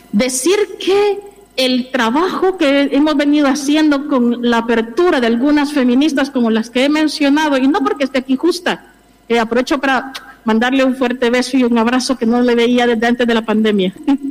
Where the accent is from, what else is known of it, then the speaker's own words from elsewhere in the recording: El Salvador; now in Spain; desde mi mirada latinoamericana, yo soy de El Salvador, yo he podido contemplar cuando vine aquí en el año 2009